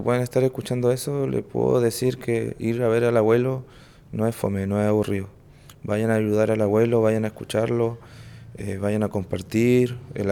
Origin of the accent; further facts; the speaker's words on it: Ancud, Los Lagos, Chile; born there; educador tradicional de la escuela rural de Quilquico y nací en Ancud, en el sector de Pudeto Bajo.